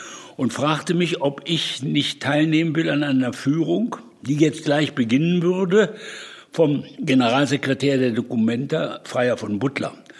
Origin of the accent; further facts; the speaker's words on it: Berlin, Germany; born there; also born or lived in Braunschweig; Ich habe in Braunschweig mein Abitur gemacht, obwohl ich Berliner war. Als Berliner geboren, in Braunschweig ein Abitur gemacht